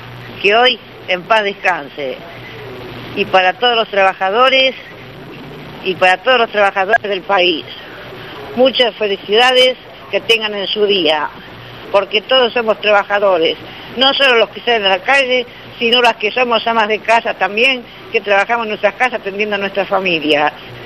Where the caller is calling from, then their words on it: Santos Lugares, Buenos Aires Province, Argentina; de Santos Lugares y los llamo para desearle un feliz día al trabajador mañana